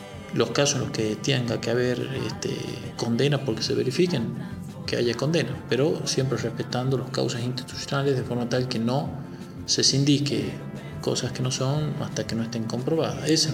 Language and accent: Spanish; La Rioja, Argentina; Yo soy de Los Llanos, y en Los Llanos teníamos pueblos, villas, o sea, villas, poblados pequeños, a 7 kilómetros de Chamical, que no tenían luz.